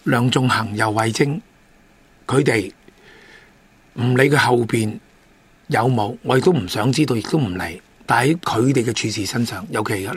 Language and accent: Cantonese; Hong Kong; 因为我哋香港人，我哋见到嘅